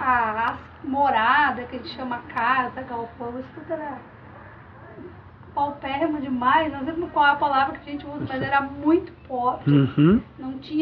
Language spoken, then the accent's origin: Portuguese; Santiago, Rio Grande do Sul, Brazil; moved away; Santiago Gaúcho, morávamos, né? Já faz 17 anos que nós saímos do Rio Grande do Sul, Santiago Gaúcho.